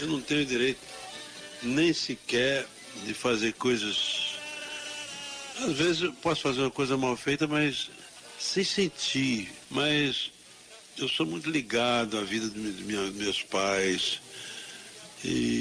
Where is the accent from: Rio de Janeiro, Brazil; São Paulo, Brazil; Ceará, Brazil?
Ceará, Brazil; Araripe; moved away; eu parti lá do Araripe, onde eu nasci, me criei.